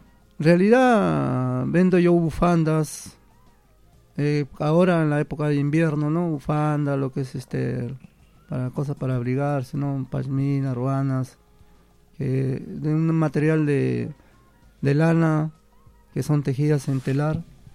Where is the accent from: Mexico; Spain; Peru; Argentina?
Peru; Yo soy peruano